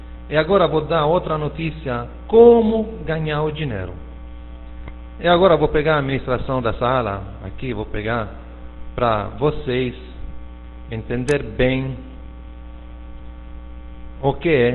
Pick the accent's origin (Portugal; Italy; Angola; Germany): Italy; Portuguese is a second language; É claro que eu sou italiano, escrevo com o teclado do meu computador italiano, então faltam acentos, faltam coisas